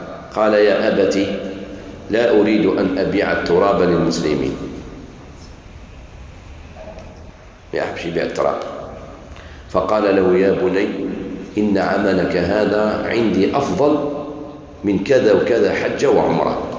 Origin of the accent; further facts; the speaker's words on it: Algeria; هذه البدعة هذه الموجودة في بلادنا الجزائر